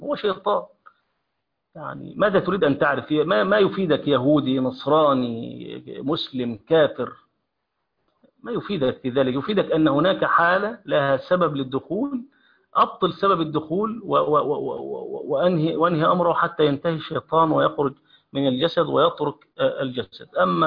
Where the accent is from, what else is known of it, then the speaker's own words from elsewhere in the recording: Egypt; عندنا في مصر عليها الناس دي ملبوسة عليها الناس